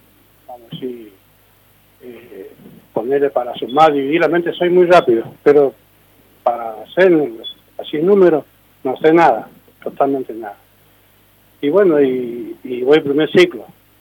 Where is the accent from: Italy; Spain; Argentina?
Argentina; Misiones; le digo yo, porque yo soy de Misiones, voy a Brasil. voy porque yo soy camionero.